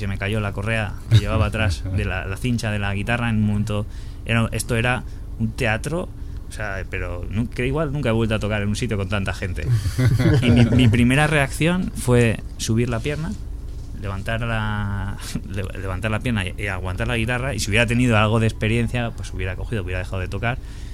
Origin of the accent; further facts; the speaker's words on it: Logroño, La Rioja, Spain; aparecer en mi tierra, en Logroño, ahora mismo